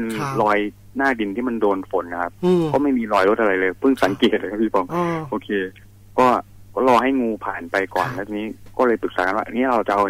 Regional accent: Roi Et, Thailand; อ๋อผมเป็นคนร้อยเอ็ดครับแต่ว่าไปเรียนที่มหาสารคามครับ

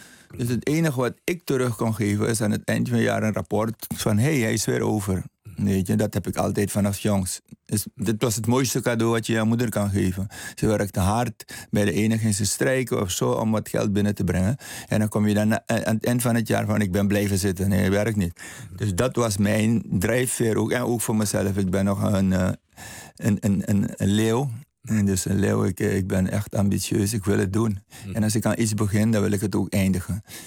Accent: Paramaribo, Suriname; In Paramaribo, in het Slandse Hospitaal.

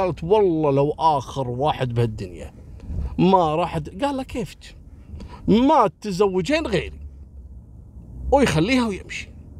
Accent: Kuwait; حصلت عندنا في الكويت عام 73 في شاب اسمه محمد.

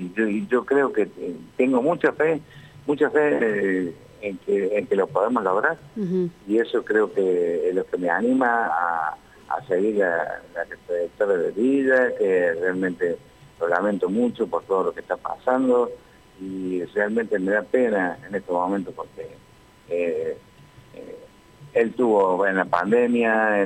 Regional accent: Tanti, Córdoba, Argentina; ¿Por qué tengo que presentar mi fotocopia de documentos si soy un ciudadano de Tanti?

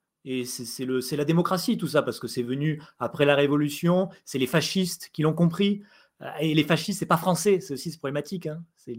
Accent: France; parce qu'on est ridicule maintenant en tant que Français, il faut l'avouer.

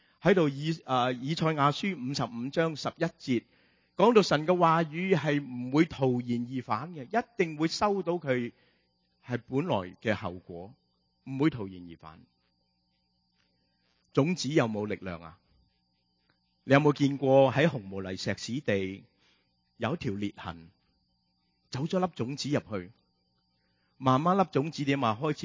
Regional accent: Hong Kong; 我们香港人成日都说，哎呀地底泥啊，贱过泥啊

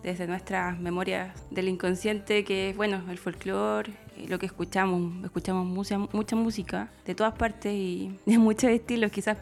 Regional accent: Pichilemu, O'Higgins, Chile; Somos de Pichilemu, de la región de O'Higgins. Ahí es donde se inspira la música que hacemos.

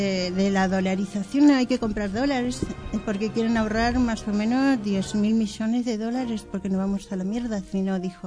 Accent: Community of Madrid, Spain; Pues no soy gallega, soy madrileña.

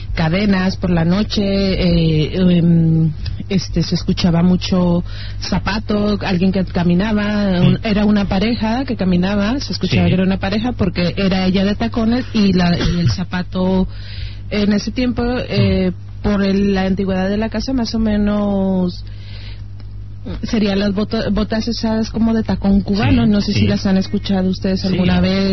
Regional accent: Mexico; pues yo soy mexicana

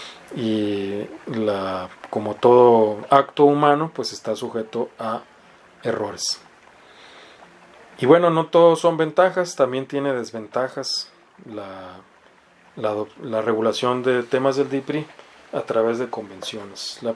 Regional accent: Mexicali, Baja California, Mexico; la renta que se paga, no sé, en Mexicali, ¿no? De donde yo soy oriundo.

